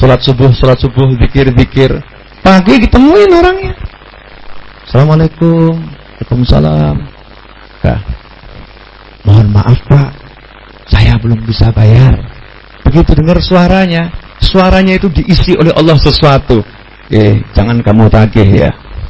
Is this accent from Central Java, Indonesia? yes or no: yes; Solo, Central Java, Indonesia; Saya orang Solo ngomong tuh, Pak.